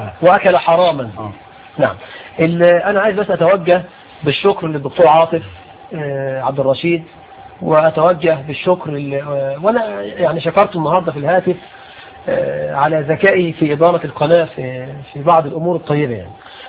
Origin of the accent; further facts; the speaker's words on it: Egypt; بلدنا مصر